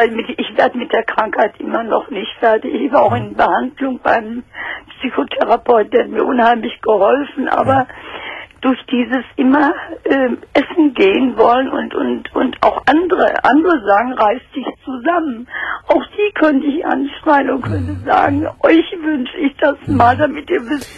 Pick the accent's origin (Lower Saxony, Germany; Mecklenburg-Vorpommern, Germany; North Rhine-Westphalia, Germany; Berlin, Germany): Berlin, Germany; Ich komme aus Berlin und kann nicht U-Bahn fahren.